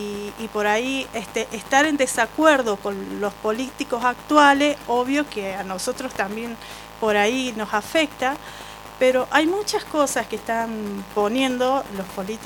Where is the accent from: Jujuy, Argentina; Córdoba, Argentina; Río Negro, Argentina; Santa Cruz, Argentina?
Córdoba, Argentina; Cruz del Eje; Yo soy de acá de Cruz del Eje. Tengo sangre de San Marco, ancestral